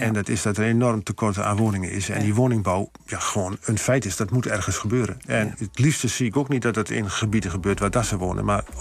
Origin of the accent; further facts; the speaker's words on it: Overijssel, Netherlands; Kijk, ik ken heel veel mensen van hier die heel graag bij ons in Twente op vakantie komen. Nou, ik liever niet deze kant op, laat ik het zo zeggen.